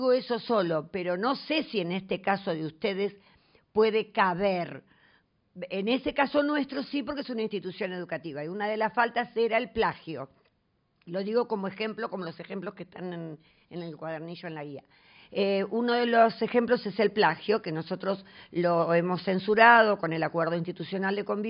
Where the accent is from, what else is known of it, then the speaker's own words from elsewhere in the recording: Buenos Aires Province, Argentina; soy de provincia de Buenos Aires.